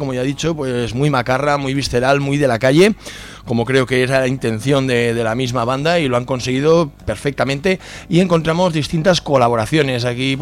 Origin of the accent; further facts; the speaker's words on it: Catalonia, Spain; nos volvemos a ir a mi tierra, Cataluña.